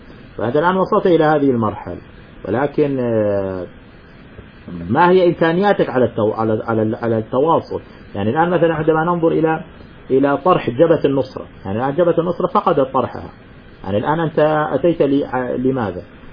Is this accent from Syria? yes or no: yes; Syria; مثل ما أنك سوري أنا كمان سوري